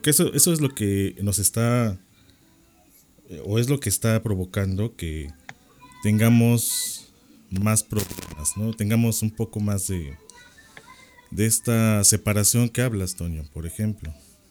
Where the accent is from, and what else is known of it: Mexico